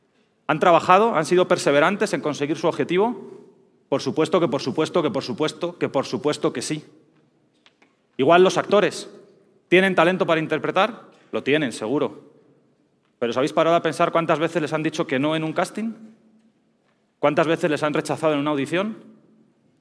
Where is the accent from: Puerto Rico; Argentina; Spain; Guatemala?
Spain; moved away as an adult; now in Mexico; Como todos podéis escuchar, pues yo soy español, llevo ya varios años viviendo en México.